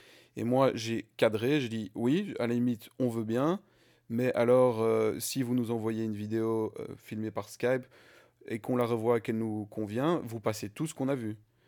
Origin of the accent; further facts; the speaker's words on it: Belgium; nous sommes belges, nous sommes ensemble.